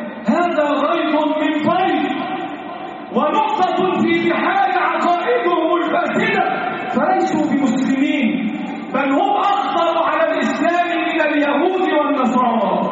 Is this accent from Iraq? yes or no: no; Egypt; اللهم احفظ بلدنا مصر من كل سوء.